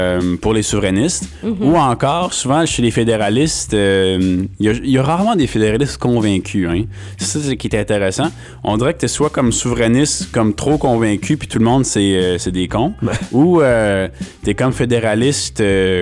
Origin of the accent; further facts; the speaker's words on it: Quebec, Canada; si les Québécois, si on veut que le Québec soit libre, ben, le Québec peut